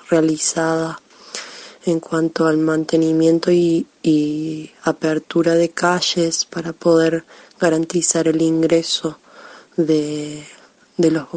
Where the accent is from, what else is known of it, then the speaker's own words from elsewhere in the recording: Cuesta Blanca, Córdoba, Argentina; de Barrio Comechingones, de la comuna de Cuesta Blanca.